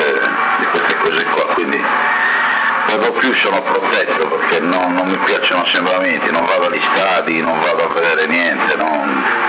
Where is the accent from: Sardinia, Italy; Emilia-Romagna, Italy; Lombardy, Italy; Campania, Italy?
Sardinia, Italy; Porto Torres; now in Sassari, Italy; io sono di Porto Torres, sono 40 anni a Sassari